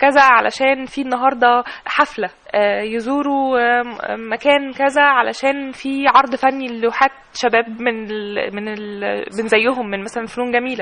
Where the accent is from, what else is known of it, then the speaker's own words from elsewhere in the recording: Egypt; احنا محتاجين الفنانين التشكيليين وفنانين العمارة عندنا في مصر